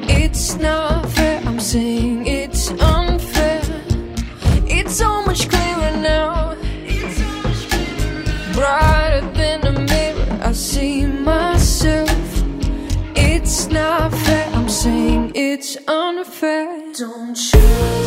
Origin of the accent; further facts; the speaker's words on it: Centro, Portugal; eu como nascida e criada na Beira Interior